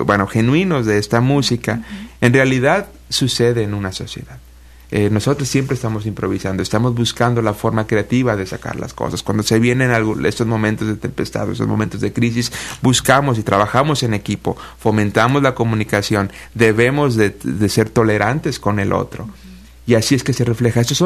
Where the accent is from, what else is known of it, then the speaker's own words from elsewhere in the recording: Mexico; born there; a México hace 5 años, entonces estoy comenzando a conocer este hermoso país. Yo nací en México, pero no me crié aquí.